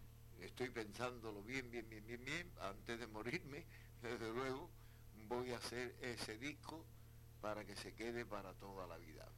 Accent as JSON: {"language": "Spanish", "town": "Cádiz", "region": "Andalusia", "country": "Spain", "said": "Yo cuando estoy en Cádiz es cuando más a gusto me siento, ¿comprende? En mi tierra, eso indiscutiblemente."}